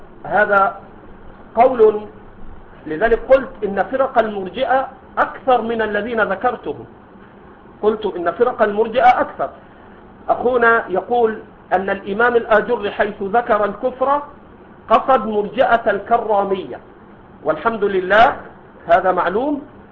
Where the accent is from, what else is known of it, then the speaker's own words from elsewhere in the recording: Egypt; هذا عندنا في مصر موجود، ما أدري عندكم